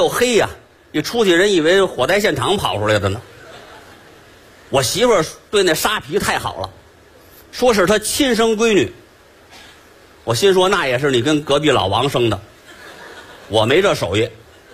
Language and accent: Chinese; Beijing, China; 咱们北京人除夕呀，讲究熬夜